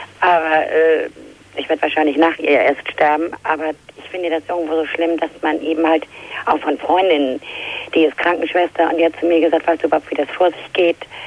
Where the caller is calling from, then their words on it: Hamburg, Germany; ich komme zwar aus Hamburg, aber ich habe ein Problem.